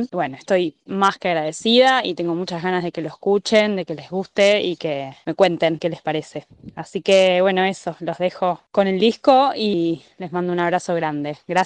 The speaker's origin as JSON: {"language": "Spanish", "region": "Buenos Aires", "country": "Argentina", "said": "cantautora de Buenos Aires."}